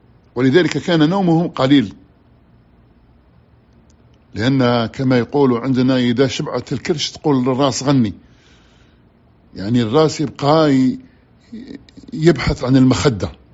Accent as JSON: {"language": "Arabic", "country": "Algeria", "said": "خطأ عندنا في الجزائر يقولوا"}